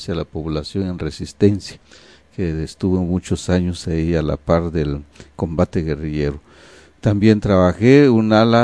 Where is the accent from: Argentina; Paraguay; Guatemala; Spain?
Guatemala; nosotros los indígenas, que somos el 60% de la población guatemalteca